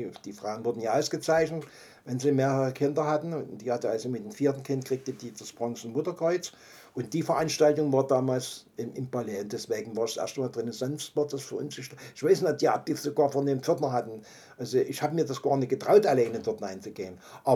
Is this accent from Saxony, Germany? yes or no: yes; Dresden, Saxony, Germany; Ich bin ja nur ein Junge der inneren Neustadt. Ich bin auf der Großmeißner Straße groß geworden, bis zum Ausbomben.